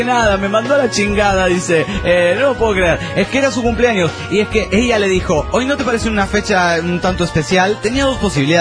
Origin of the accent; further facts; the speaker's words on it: León, Guanajuato, Mexico; Con la noticia que vienen los … a mi pueblo.